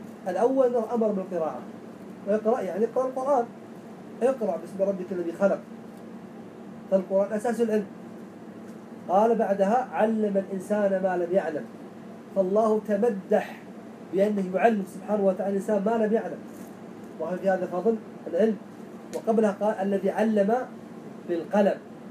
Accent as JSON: {"language": "Arabic", "region": "Najd", "country": "Saudi Arabia", "said": "خاصة عندنا في نجد الآن"}